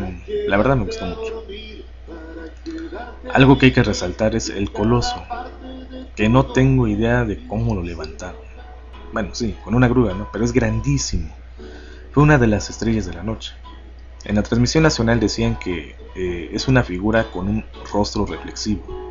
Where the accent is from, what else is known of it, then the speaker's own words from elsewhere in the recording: Puebla, Mexico; Sí, en la ciudad de Los Ángeles, en Puebla, de donde soy originario.